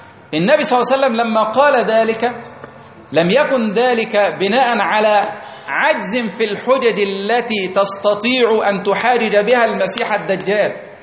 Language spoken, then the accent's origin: Arabic; Egypt; تعال عندنا في مصر ثورة 52